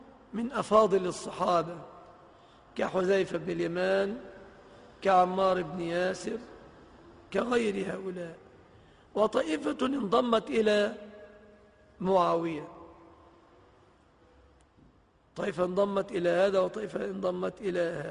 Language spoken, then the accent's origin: Arabic; Egypt; ففي بلادنا مصر